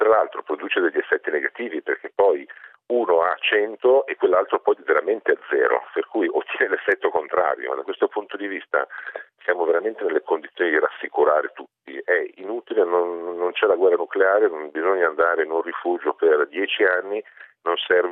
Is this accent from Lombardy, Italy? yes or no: yes; Milan, Lombardy, Italy; io sono milanese, sono lombardo, le conosco anche bene